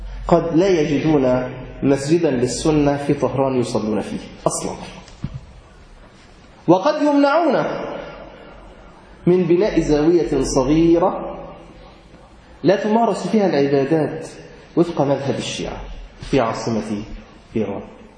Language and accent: Arabic; Egypt; إحنا نعرف عندنا في مصر السياحة الدينية بتروح مكان واحد